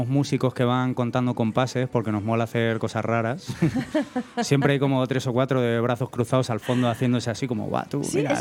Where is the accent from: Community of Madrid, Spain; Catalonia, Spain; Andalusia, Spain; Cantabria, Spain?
Community of Madrid, Spain; Aranjuez; es de donde yo soy, en mi pueblo, Aranjuez.